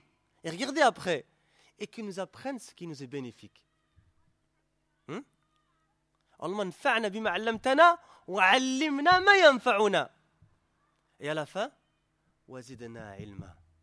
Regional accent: Belgium; born there; first language French; Moi, je suis né en Belgique, j'étais francophone aussi, j'ai dû apprendre l'arabe à un moment ou à l'autre.

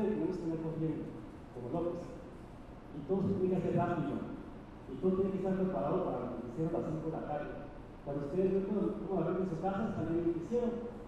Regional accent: Ciudad Juárez, Chihuahua, Mexico; Porque mi mamá me enseñó de chico en Juárez

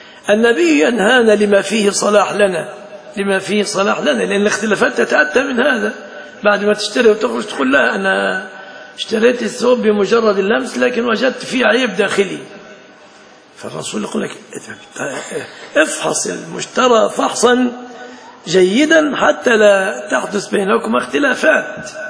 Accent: Egypt; يتفصل جيبة عندنا في مصر

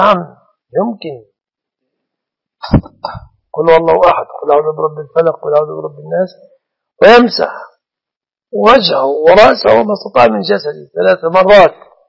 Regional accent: Minyat Samanoud, Dakahlia, Egypt; يقول أنت منين؟ من مصر. أنا من محافظة اسمها الدقهلية معروفة، قرية مني سمنود، مركز أجهة دقالي.

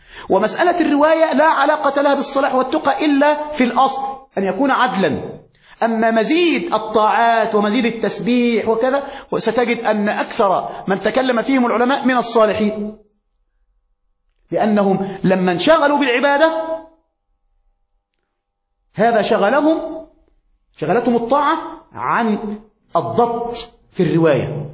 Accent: Egypt; كما يقول عندنا في مصر

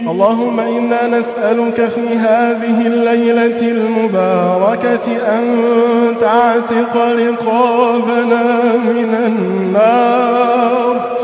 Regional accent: Egypt; اللهم واحفظ بلدنا مصر من كل سوء وشر

